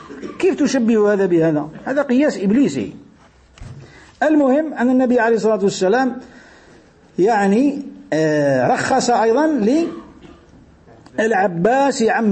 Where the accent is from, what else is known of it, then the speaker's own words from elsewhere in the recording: Algeria; يقولوا حتى احنا عندنا في الجزائر في بعض المواطن كي يقول لك المال